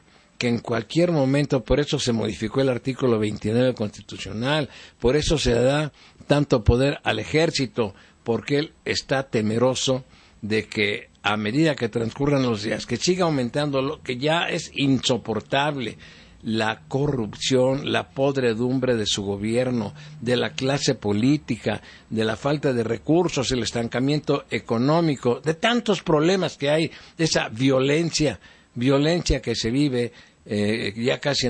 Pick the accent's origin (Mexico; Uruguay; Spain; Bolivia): Mexico; todos los que somos mexicanos, ayudémoslos.